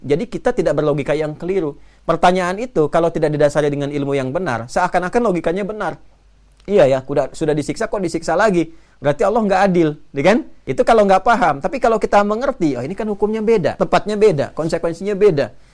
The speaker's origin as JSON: {"language": "Indonesian", "region": "Banten", "country": "Indonesia", "tie": "born there", "lives_now": "Bekasi, Indonesia", "said": "saya tempat tinggal di Bekasi, lahir di Banten."}